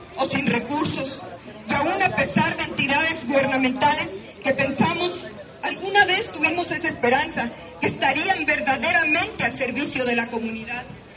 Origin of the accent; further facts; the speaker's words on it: Chihuahua, Mexico; todos somos mexicanos